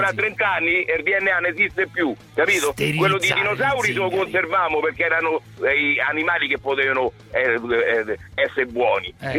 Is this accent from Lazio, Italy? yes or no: yes; Rome, Lazio, Italy; io sono romano, parlo come